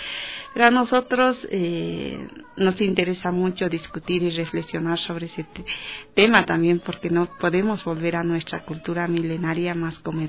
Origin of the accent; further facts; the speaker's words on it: south, Bolivia; unos temas muy profundos relacionados a comadres en la región del sur de Bolivia, allá en mi país.